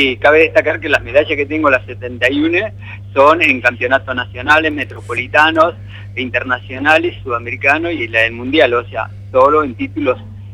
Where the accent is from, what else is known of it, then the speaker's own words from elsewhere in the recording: Uruguay; moved away as an adult; now in Argentina; como vengo de Uruguay a los 22 años y me radiqué acá